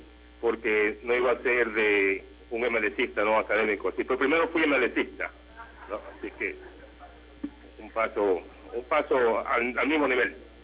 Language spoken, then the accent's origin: Spanish; Ecuador; moved away; los emigrantes, como ecuatorianos aquí